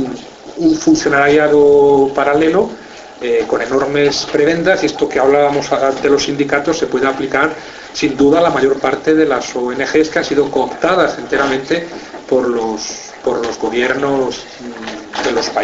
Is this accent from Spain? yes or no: yes; Spain; como ciudadano español que soy, me sigue preocupando muchísimo el llamado conflicto vasco